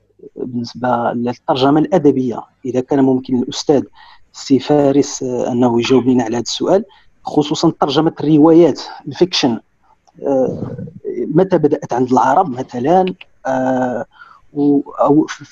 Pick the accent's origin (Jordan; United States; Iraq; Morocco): Morocco; من المغرب.